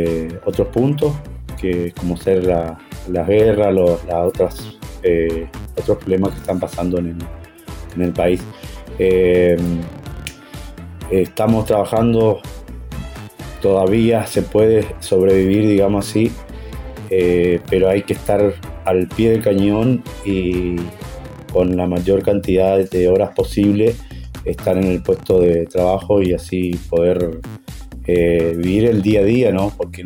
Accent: Puerto Iguazú, Misiones, Argentina; Como ustedes saben, nosotros somos de Puerto Iguazú.

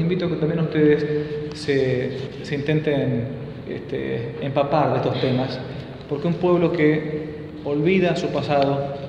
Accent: Argentina; Yo soy argentino, vivo muchos miles de kilómetros de acá

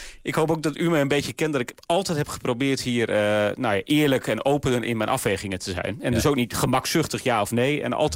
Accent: Groningen, Netherlands; nou ik kom zelf uit Groningen zoals u weet

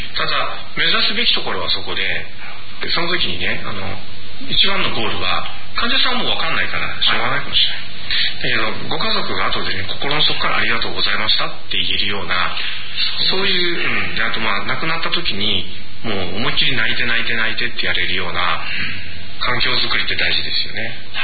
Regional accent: Tokyo, Japan; 僕は東京で育ちながら宮古島のことをよく知ってて、で向こうに帰るとああだけど東京に行くとこうっていうんで

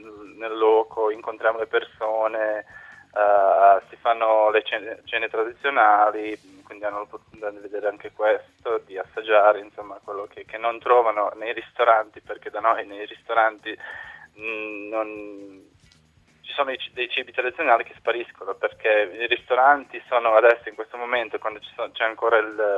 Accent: Prijedor, Republika Srpska, Bosnia & Herzegovina; Italian is a second language; E praticamente io sono di Priedor, io organizzo la parte mia

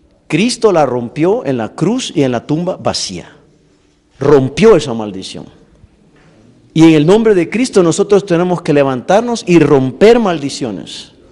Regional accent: El Salvador; Yo fui bautizado cuando tenía 12 años en el lago de Ilopango, en mi país.

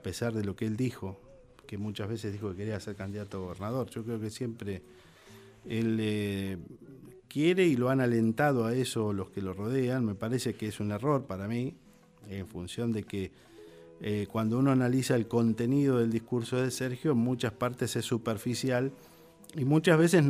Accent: Quilmes, Buenos Aires Province, Argentina; yo soy de Quilmes, cabecera del departamento judicial.

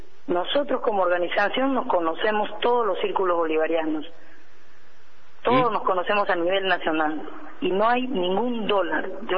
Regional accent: Peru; nosotros somos peruanos. No podríamos ser chavistas porque no somos venezolanos.

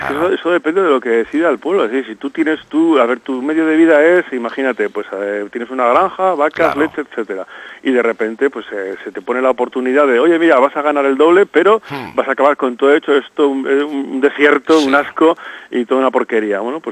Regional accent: Loredo, Cantabria, Spain; Yo soy de Loredo, de la zona de Ribamontana al Mar, y bueno, allí, bueno, a pesar de mi apellido y a pesar de que trabajo en Navarra

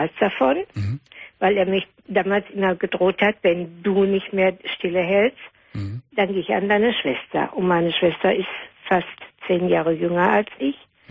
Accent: Herne, North Rhine-Westphalia, Germany; born there; als mein Vater dann in Herne, wir sind aus Herne geboren, in Herne wieder eine Arbeit hatte, sind wir von Nettelstedt nach Herne gezogen

